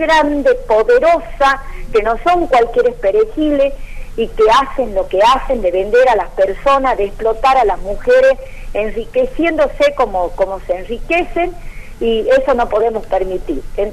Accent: Argentina; como madre y como ciudadana argentina

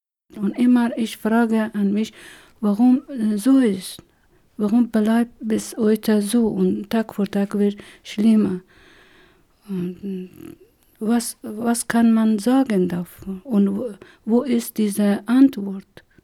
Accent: Herat, Afghanistan; moved away as an adult; now in Germany; ich komme aus der Stadt Herat und habe ich zwei Schwestern und drei Brüder. Und bin ich auch in Herat zur Schule gegangen bis zum Abitur.

